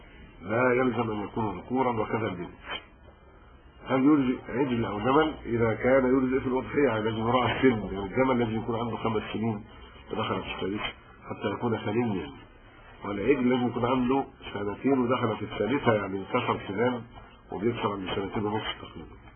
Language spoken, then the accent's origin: Arabic; Egypt; انا قبطي مسلم، يعني انا مصري مسلم